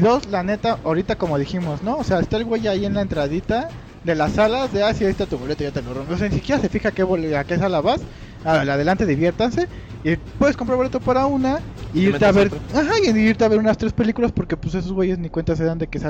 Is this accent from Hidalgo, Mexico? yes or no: no; Guadalajara, Jalisco, Mexico; en mi infancia cuando yo estaba en Guadalajara